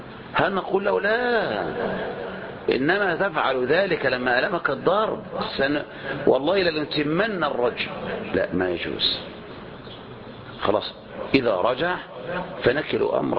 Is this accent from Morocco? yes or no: no; Egypt; مثل ما تقول ما نقول نحن هنا عندنا في مصر